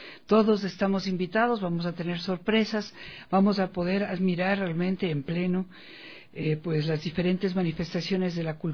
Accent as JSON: {"language": "Spanish", "country": "Ecuador", "said": "para todos quienes somos ecuatorianos"}